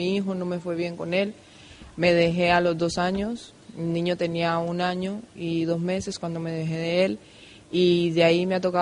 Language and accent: Spanish; Colombia; now in Spain; Me he encontrado un montón de gente de donde yo soy, del pueblo, del mismo pueblo, donde nos hemos criado juntos.